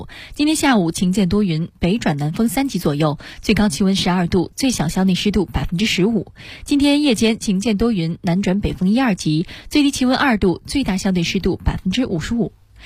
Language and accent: Chinese; China; 也许这就是我们中国人内心深处对优秀传统文化的亲近吧